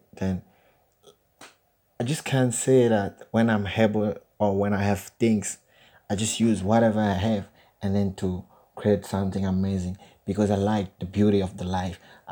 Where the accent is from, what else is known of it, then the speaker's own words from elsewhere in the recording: Gabon; English is a second language; As you read on my CV, I'm from Gabon. It's a French country.